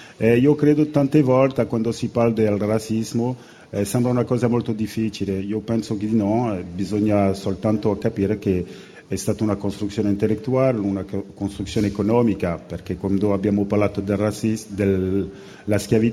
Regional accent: Guadeloupe, France; born there; Italian is a second language; also born or lived in Paris / Italy / Spain; io sono francese, io mi sento veramente un uomo del mondo, perché sono nato in Guadalupe, Caraibi, ho avuto la fortuna di venire a Parigi, o sono venuto anche a vivere in Italia, in Spagna, ho girato un po' il mondo

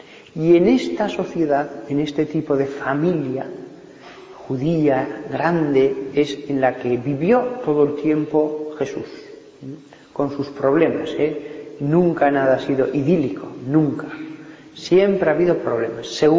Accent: Barbastro, Aragon, Spain; Yo he conocido en Barbastro, de donde soy

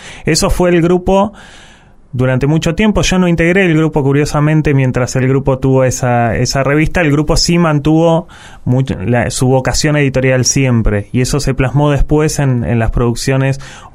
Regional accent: La Plata, Buenos Aires Province, Argentina; also born or lived in Quilmes; Yo y un hermano, otro, los dos hijos menores de ese matrimonio, nacimos en Quilmes, pero al pasada la dictadura y al cabo de un tiempo las familias, los abuelos viejos tiraban, el laburo tiraba y demás, y volvimos a La Plata.

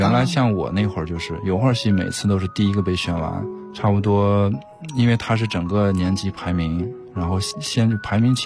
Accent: Taiyuan, Shanxi, China; now in Beijing, China; 我可能在太原在我老家根本没有见过的东西

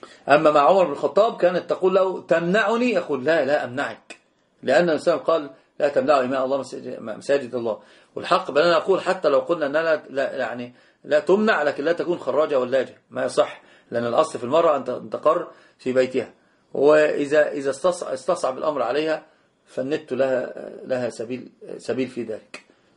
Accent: Egypt; يعني انت تذكرني او انت تذكريني بان انا مصري

